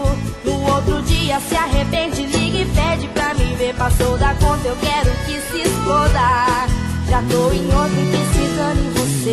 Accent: Santa Bárbara d'Oeste, São Paulo, Brazil; also born or lived in Americana; Faz tempo já, eu nasci americana, mas sempre morei em Santa Bárbara.

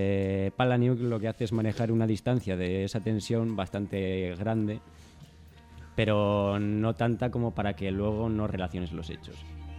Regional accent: Spain; Porque soy de España y tenemos ese acento.

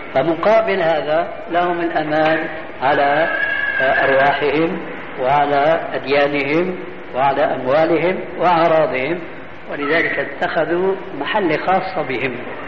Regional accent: Syria; يعيش في بعض البلاد عندنا في سوريا

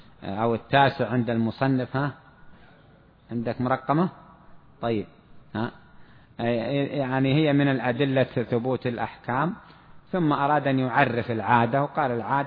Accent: Saudi Arabia; عندنا في السعودية هنا معناه بعتك بألف ريال

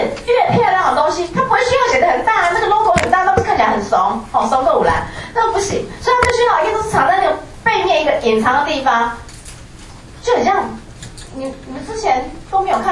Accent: Taiwan; 你看我们台湾人都真的

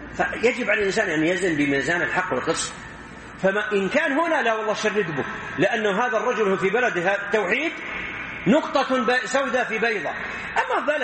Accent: Saudi Arabia; مثل واحد عندنا في السعودية

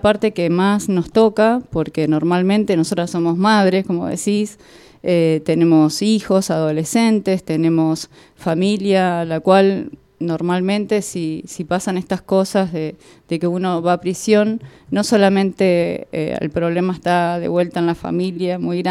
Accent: Villa de Soto, Córdoba, Argentina; La gente de campo, yo vengo de Villa de Soto, mi abuela sembraba cáñamo para hacer la suela de las alpargatas.

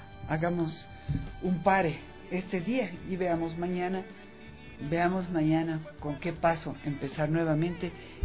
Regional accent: Ecuador; Para nosotros, los ecuatorianos, no importa si somos quiteños o de dónde seamos

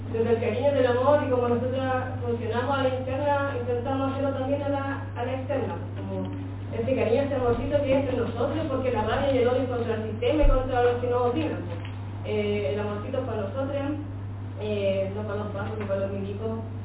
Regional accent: Temuco, Araucanía, Chile; vengo de Temuco.

